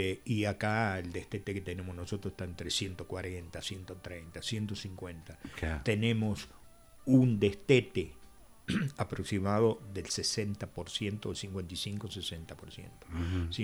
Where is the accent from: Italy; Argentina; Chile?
Argentina; es un tema que de cualquier manera nosotros, bien como argentino